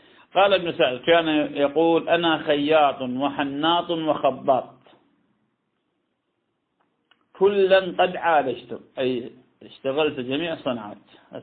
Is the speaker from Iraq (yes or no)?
yes; Iraq; وهذا يحصل كثيرا كان عندنا في العراق